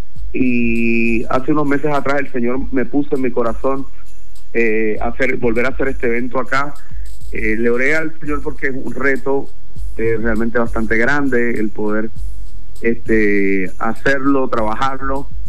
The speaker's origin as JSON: {"language": "Spanish", "country": "Puerto Rico", "moved": "as an adult", "said": "yo estuve alrededor de 8 años trabajando en los medios de comunicación allá en mi país, Puerto Rico"}